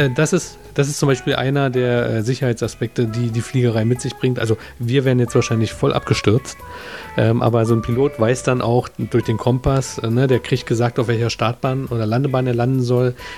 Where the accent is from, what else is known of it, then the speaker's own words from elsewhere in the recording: Berlin, Germany; Also ich bin ja auch Berliner